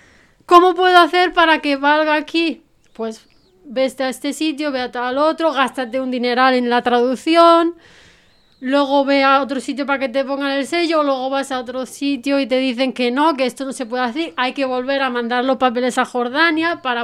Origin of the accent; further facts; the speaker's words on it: Spain; soy española y le puedo ayudar